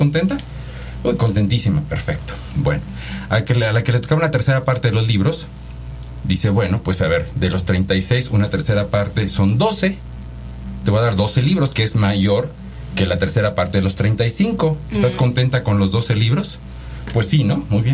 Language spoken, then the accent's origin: Spanish; Oaxaca, Mexico; yo ni siquiera soy de Pachuca, yo soy de Oaxaca, de hecho. Estudié en Puebla, en la Universidad de las Américas Puebla, el Instituto de Matemáticas. Después hice mi doctorado en la Universidad de Toronto.